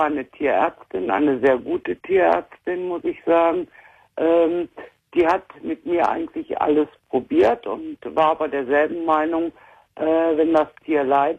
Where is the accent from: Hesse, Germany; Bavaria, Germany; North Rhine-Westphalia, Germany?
North Rhine-Westphalia, Germany; Essen; born there; moved away; ich bin gebürtig aus Essen, lebe aber 16 Jahre jetzt in Bayern.